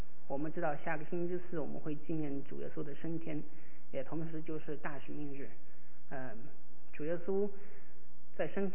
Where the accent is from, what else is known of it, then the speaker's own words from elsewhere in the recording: Kunming, Yunnan, China; 我是出生在云南长在昆明的